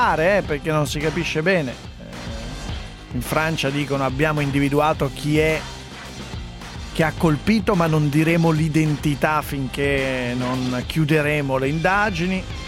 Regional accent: Piateda, Lombardy, Italy; a Valbona, la mia Valbona Piateda, meno un grado, dove ho passato l'infanzia, a Valbona. Valbona, Sondrio.

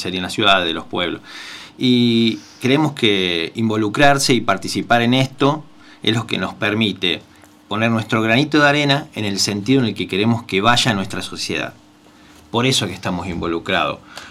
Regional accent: Rosario, Santa Fe, Argentina; Generalmente los que venimos de afuera, yo soy de afuera, soy de Rosario.

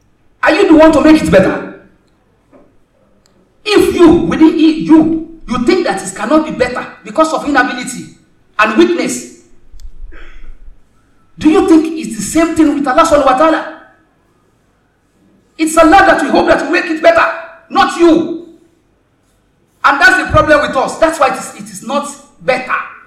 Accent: Osun, Nigeria; I am from Osun. I think Lagos is better than Osun.

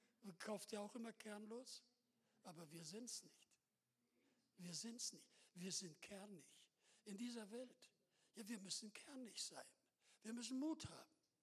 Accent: Russia; wir kommen aus Russland und wir kennen auch die Frömmigkeit

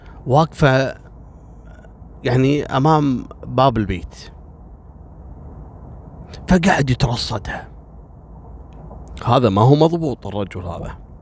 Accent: Kuwait; هذا رايح إلى منطقة عندنا في الكويت اسمها الأندلس

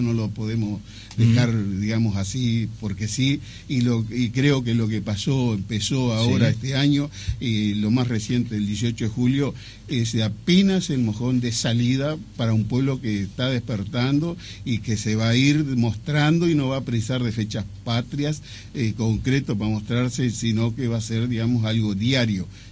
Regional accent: Chapicuy, Paysandú, Uruguay; also born or lived in Salto; De la localidad de Chapicuy, departamento de Paysandú. Bien. O sea, nací en Salto y estudié en la escuela rural en Paysandú

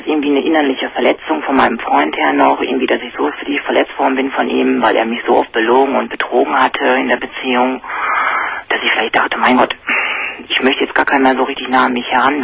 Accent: Oberhausen, North Rhine-Westphalia, Germany; Nee, ich komme aus Oberhausen.

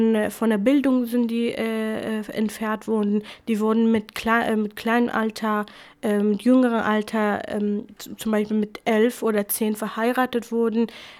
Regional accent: Iraq; first language Kurmanji; German is a second language; in der Schule hatte ich Arabisch tatsächlich, aber zu Hause haben wir nur Kurmanji geredet und unsere Lehrer waren auch Jesiden, die meisten waren auch Jesiden. Also ich hatte das Gefühl immer, dass Shingal eigentlich mein Land ist und ich lebe in einer Hauptstadt.

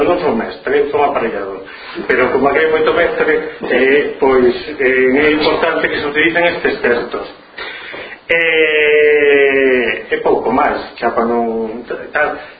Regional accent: Cedeira, Galicia, Spain; eu son de Cedeira, dunha vila ali do norte, cerca de San Andrés de Teixido

